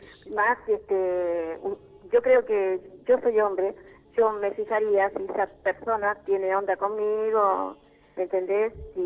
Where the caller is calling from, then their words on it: Paso del Rey, Buenos Aires Province, Argentina; De Barrio La Quebrada, Paso del Rey.